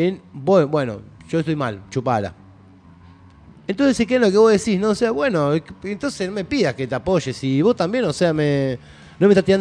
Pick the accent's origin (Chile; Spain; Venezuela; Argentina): Argentina; me parece que es momento que nosotros como argentinos y argentinas, ¿no?